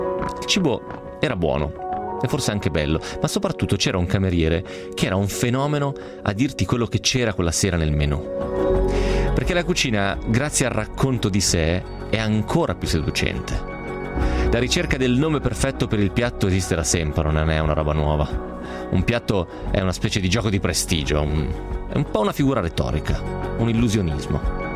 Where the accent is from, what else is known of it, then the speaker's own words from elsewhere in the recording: Novara, Piedmont, Italy; io sono di Novara e quindi un pochettino piemontese lo sono, anche se non ufficialmente